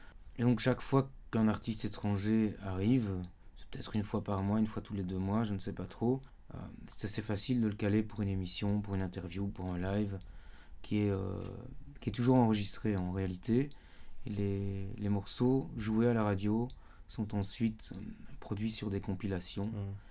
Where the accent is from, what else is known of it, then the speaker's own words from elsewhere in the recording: France; now in Lebanon; Bon, on est français évidemment